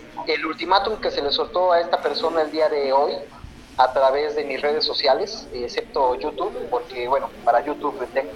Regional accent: Mexico City, Mexico; cuando voy a la Ciudad de México, de donde soy originario

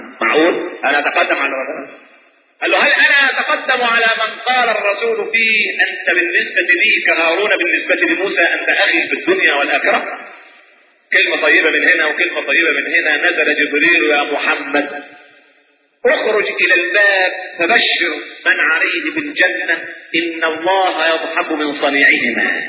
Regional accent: Egypt; now in Germany; انا مصري.

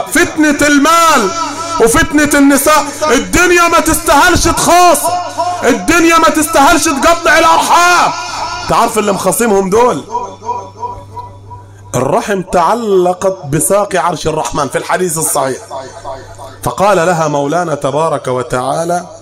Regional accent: Upper Egypt, Egypt; نقعد على الحصيره بتاعتنا اللي في الصعيد ولا المصطبه اللي عندنا في الصعيد

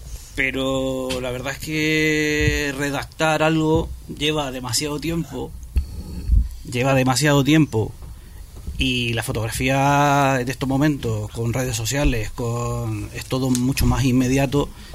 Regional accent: Chile; now in Spain; yo soy chileno, llevo 20 años aquí en España

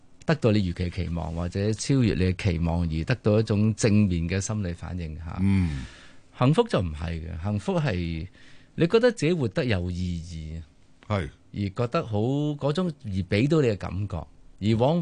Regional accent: Hong Kong; 嗱，我香港人。

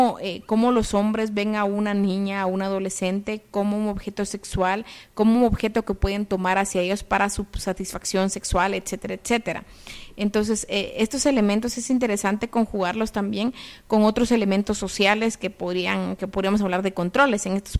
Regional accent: Guatemala; ¿Cómo es que nosotras y nosotros como sociedad guatemalteca vemos estos fenómenos?

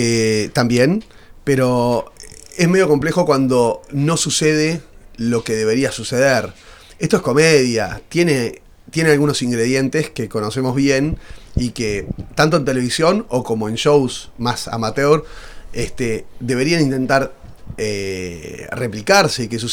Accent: Uruguay; yo soy uruguayo, pero por mi manera de hablar muchas veces, o como visto, además, doy como medio porteño.

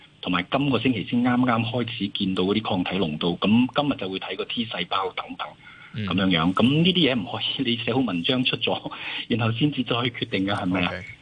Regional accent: Hong Kong; 我覺得我哋香港人好有智慧嘅

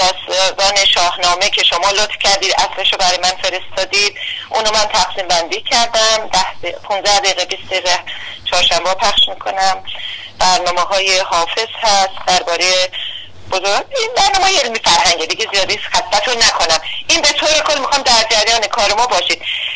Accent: Iran; من به سهم خودم به عنوان یک ایرانی از زحمات بیدریق شما

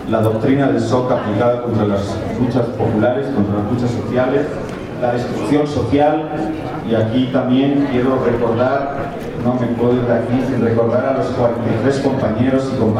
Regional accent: Basque Country, Spain; now in Bolivia; aunque soy vasco de identidad y boliviano de adopción y nacionalizado, pero ahora estoy pensando como europeo.

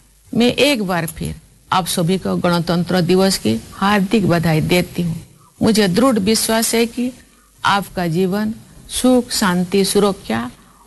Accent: India; प्यारे देशवासियों, ये हमारा सौभाग्य है कि हम भारत भूमि के निवासी हैं।

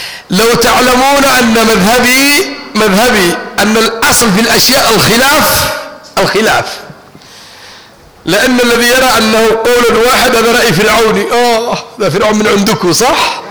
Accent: Taiz, Taiz Governorate, Yemen; من المعافر من المنطقة اللي انا فيها من تعز

